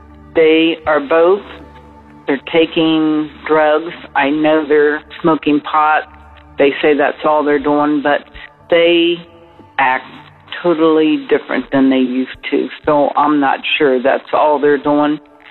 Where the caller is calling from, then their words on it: Ohio, United States; I'm calling from Ohio.